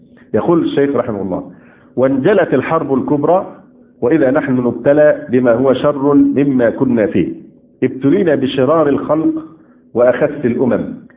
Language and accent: Arabic; Egypt; يمكن عندنا في مصر كان اخف